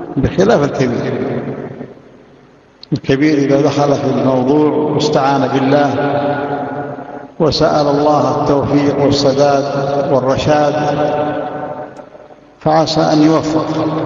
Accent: Yemen; والحمد لله المشايخ عندنا في اليمن

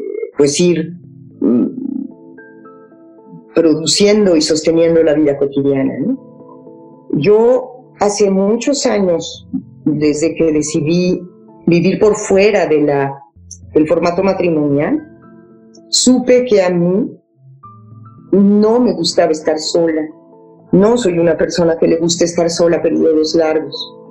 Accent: Mexico; Y sí siento que no hemos tenido capacidad como sociedad mexicana, como gremio

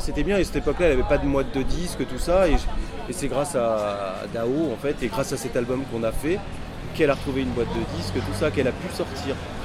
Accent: Normandy, France; Tu sais, je suis normand. Et c'est juste en face, et voilà, et quand j'étais gamin, j'y allais souvent, ou j'allais dans les îles anglo-normandes, c'était juste à côté de chez moi

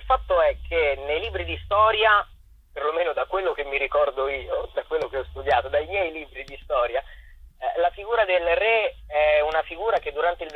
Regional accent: Chieti, Abruzzo, Italy; per un altro spettacolo incentrato sulla storia della mia città natale di Chieti

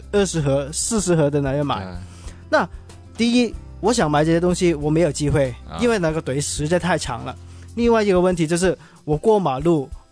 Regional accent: Hong Kong; 作为一个香港人呢

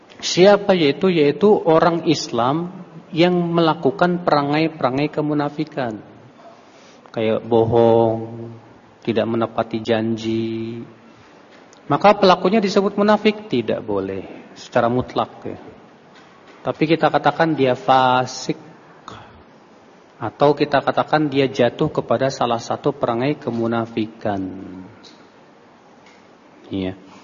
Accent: Indonesia; saya bukan orang Saudi, saya orang Indonesia.

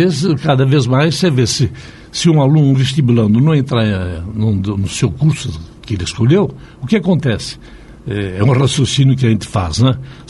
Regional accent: São Paulo, Brazil; Tenho orgulho de ser paulistano

